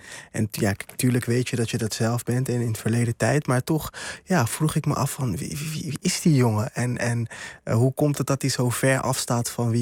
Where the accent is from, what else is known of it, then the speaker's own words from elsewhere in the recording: Curaçao; Ik kwam net uit Curaçao en mijn ouders zijn allebei migranten.